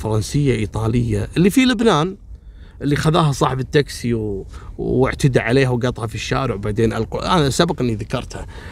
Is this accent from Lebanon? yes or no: no; Kuwait; ترى احنا عندنا في الكويت وفي غير الكويت ممنوع تحميل الركاب.